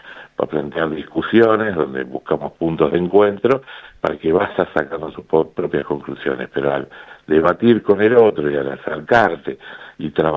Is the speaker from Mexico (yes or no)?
no; Argentina; nosotros decimos que como argentinos somos campeones mundiales en dividirnos por dos